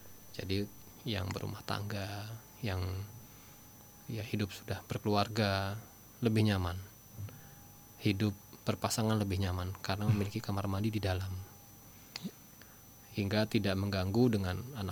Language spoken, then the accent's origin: Indonesian; Bekasi, West Java, Indonesia; kita di Jabodetabek, kita ini bukan orang Jakarta Ustaz ya, orang Bekasi perantauan.